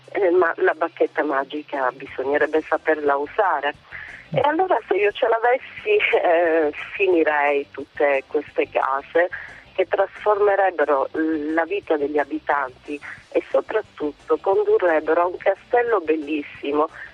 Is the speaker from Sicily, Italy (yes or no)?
yes; Mussomeli, Sicily, Italy; Sarei meglio se riuscissi ad avere questa bacchetta magica per il mio paese di origine. Si chiama Mussomeli, è nel cuore della Sicilia, è un posto meraviglioso